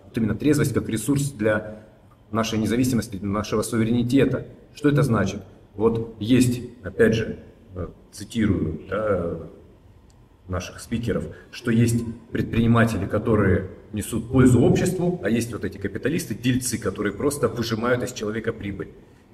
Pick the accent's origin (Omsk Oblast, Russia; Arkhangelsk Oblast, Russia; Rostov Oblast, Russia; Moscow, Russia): Rostov Oblast, Russia; Rostov-on-Don; я вообще из Ростова-на-Дону